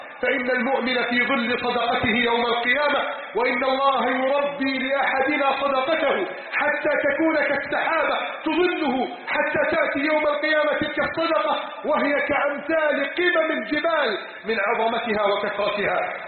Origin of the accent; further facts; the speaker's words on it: Egypt; اللهم احفظ بلدنا مصر من كيد الكائدين